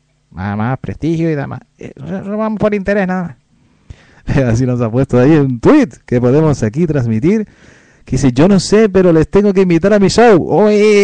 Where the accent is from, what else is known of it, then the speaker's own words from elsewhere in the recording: Canary Islands, Spain; Es que nosotros ahí, como somos canarios, ¿eh? Nos cuesta ahí para...